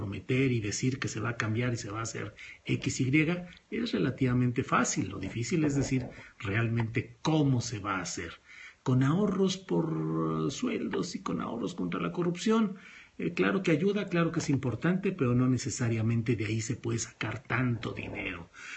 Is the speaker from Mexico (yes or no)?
yes; La Laguna, Mexico; born there; es en La Laguna, mi tierra de nacimiento, a la que siempre recuerdo con afecto